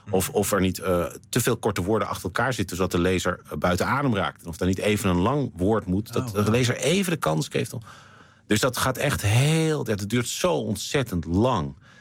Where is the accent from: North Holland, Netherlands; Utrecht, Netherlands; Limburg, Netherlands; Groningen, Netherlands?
North Holland, Netherlands; Amsterdam; born there; Want ik ben geboren in Amsterdam, maar op een gegeven moment hier terechtgekomen.